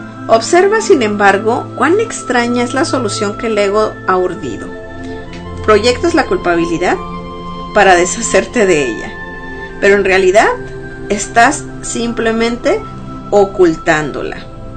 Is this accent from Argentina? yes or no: no; Mexico; Y los que somos mexicanos tal vez conocemos de lo que pasó en Tlatelolco, en México, en el 68